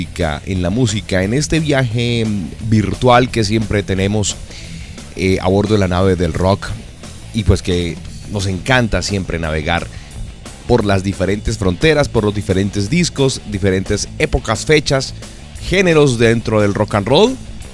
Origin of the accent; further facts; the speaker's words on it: Bogotá, Colombia; now in Pereira, Colombia; Yo, pues como soy de Bogotá, tengo calor.